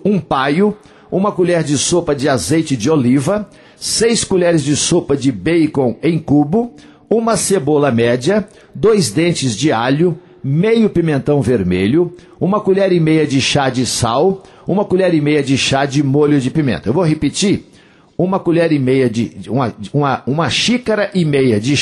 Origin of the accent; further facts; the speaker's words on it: Coromandel, Minas Gerais, Brazil; lá na minha terra, em Coromandel.